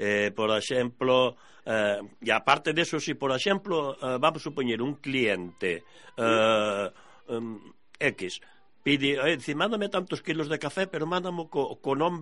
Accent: Lugo, Galicia, Spain; eu vira en Lugo, que eu son lucense

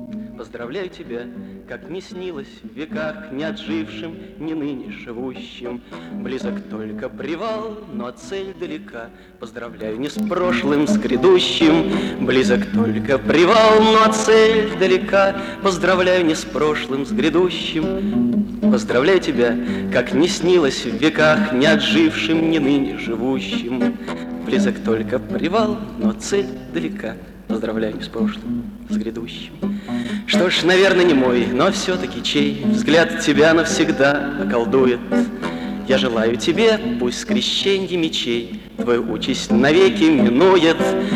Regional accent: Saint Petersburg, Russia; приехали из Ленинграда, и поэтому ну, никак не обойтись без ленинградских песен.

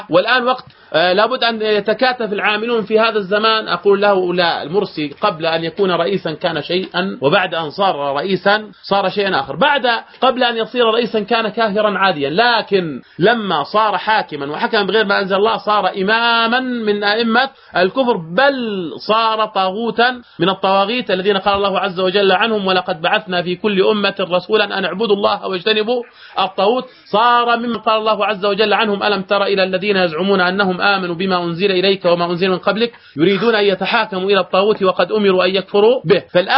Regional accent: Jordan; حصل عندنا في الأردن وغير الأردن

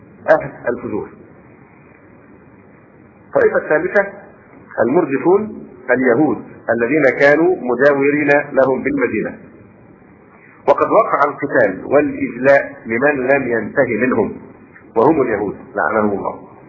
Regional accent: Egypt; ولا شك ان هذه القضية بالذات هنا عندنا في مصر الان مشكلة في غاية التعقيد

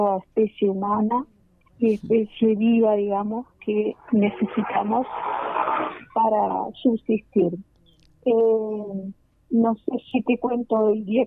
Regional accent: Uruguay; nosotros consideramos que todos somos uruguayos

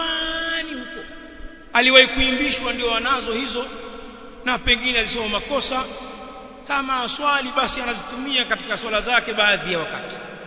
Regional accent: Tanga, Tanga Region, Tanzania; Baadhi ya misikiti kama kule kwetu Tanga

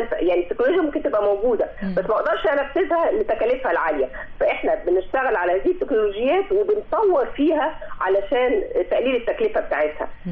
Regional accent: Egypt; ما احنا عندنا في مصر احنا نستطيع ان احنا نستخدم الطاقة الشمسية في الإنارة بدلا من الكهرباء

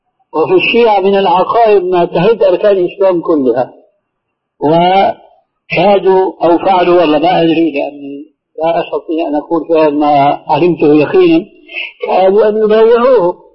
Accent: Syria; وإنما حركة على النظام العسكري الذي يعبر عنه عندنا في سوريا مكانك واضح

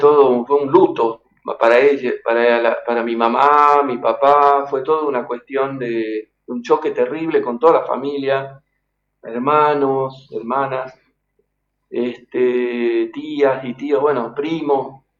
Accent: Argentina; Después todos hemos nacido allá, somos argentinos, ¿viste?

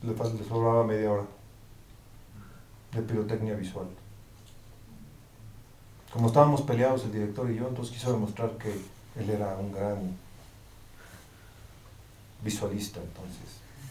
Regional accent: Mexico; Salvaje es una historia basada en el barrio en el que crecí. Yo vengo de Barrio Bravo, ¿no? Es muy triste que me hablen en inglés cuando soy mexicano de 20 generaciones

